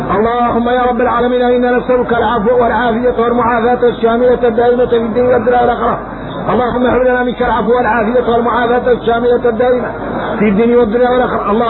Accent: Mauritania; احنا موريتاني بين الكبرى

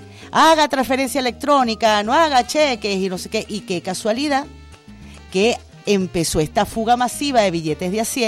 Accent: Venezuela; Todos somos venezolanos

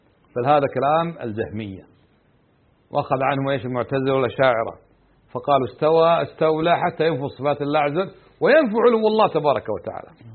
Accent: Kuwait; عندنا في الكويت ليس للنفي

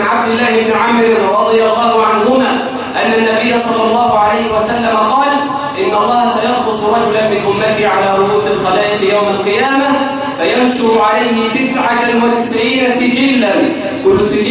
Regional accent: Egypt; اللهم جنب بلدنا مصر الفتن ما ظهر منها وما بطن

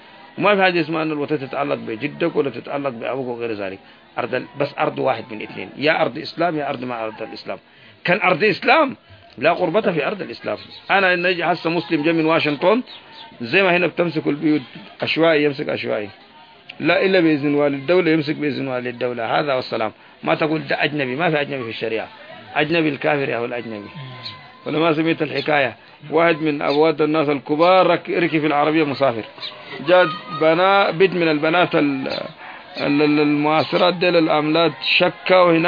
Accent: Yemen; أنا يمني والحرف العراق ما كان نقول بالي وباله

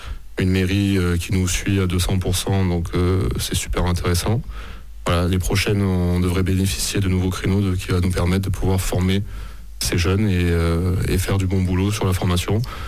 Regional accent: L'Isle-sur-la-Sorgue, Provence-Alpes-Côte d'Azur, France; Alors moi, je suis originaire d'Ille-sur-la-Sorgue.

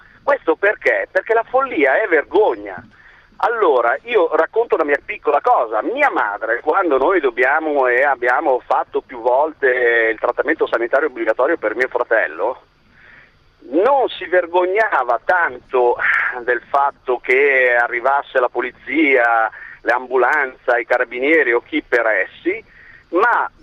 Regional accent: Milan, Lombardy, Italy; also born or lived in Calabria; sono di un paesino che si affaccia proprio su Rosarno, anche se sono cresciuto a Milano.

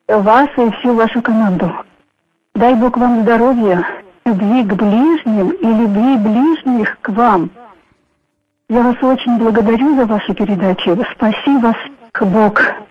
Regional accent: Murmansk, Murmansk Oblast, Russia; Да, я из Мурманска.

